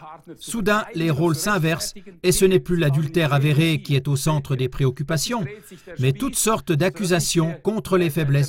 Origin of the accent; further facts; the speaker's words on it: Switzerland; chez nous en Suisse, des doses de vaccins que nous avons payées